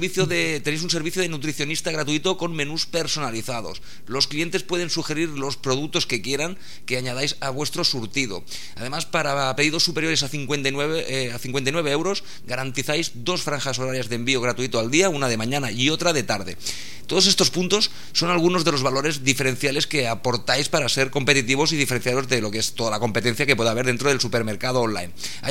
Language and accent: Spanish; Barcelona, Catalonia, Spain; yo por ejemplo soy de Barcelona, pues miro a lo mejor de abarcar el tema de Cataluña